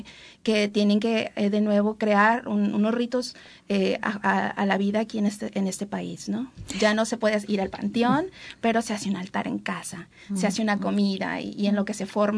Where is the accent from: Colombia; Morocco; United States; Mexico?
Mexico; yo soy mexicana